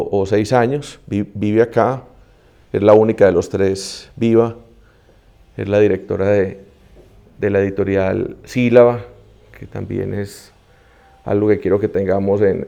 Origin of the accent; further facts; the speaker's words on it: Antioquia, Colombia; nosotros cinco somos antioqueños, ¿cierto o no?